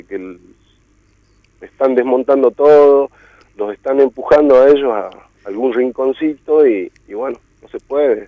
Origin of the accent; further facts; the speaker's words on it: Jujuy, Argentina; yo nací acá en Jujuy, pero ya es parte de los valles, en la infancia tuve eso